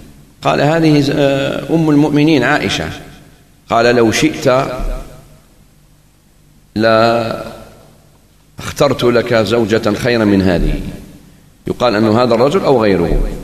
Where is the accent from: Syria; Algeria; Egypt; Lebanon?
Algeria; خاصة نحن جزائريين كثير منا لا يفرق بين المدارات والمداهنة